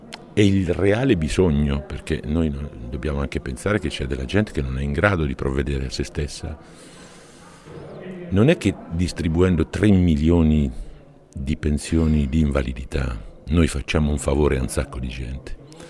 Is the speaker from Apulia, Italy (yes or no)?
no; Umbria, Italy; Io vengo dalla regione dell'Umbria, che ha appena finito la sua ricostruzione del disagio.